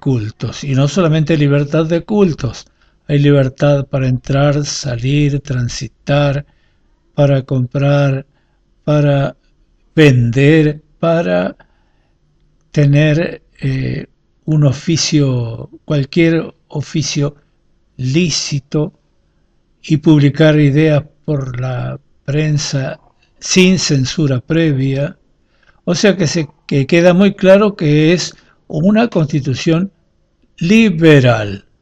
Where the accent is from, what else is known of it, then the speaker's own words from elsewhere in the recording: Argentina; Sí es cierto que los argentinos bajamos de los barcos. Sí es cierto que somos europeos trasplantados.